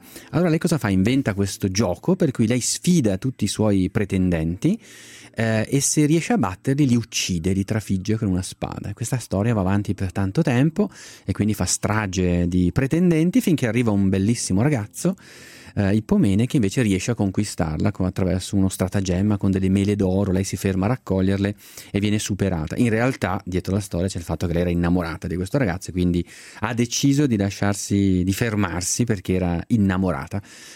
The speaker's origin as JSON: {"language": "Italian", "town": "Bergamo", "region": "Lombardy", "country": "Italy", "said": "non posso non raccontarti essendo bergamasco"}